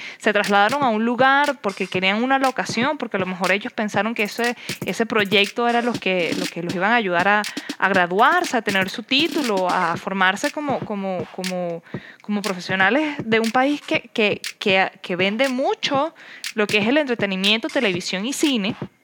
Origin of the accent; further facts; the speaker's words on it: Venezuela; now in Costa Rica; yo estaré aquí en el mundo de la pura vida, pero yo también vengo de un país donde la vida vale muy poco